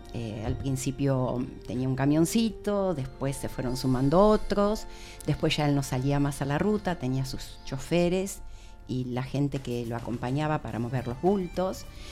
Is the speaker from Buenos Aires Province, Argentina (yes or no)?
yes; Sarandí, Buenos Aires Province, Argentina; una calle que recuerdo con nostalgia era donde yo vivía de chica, era en Sarandí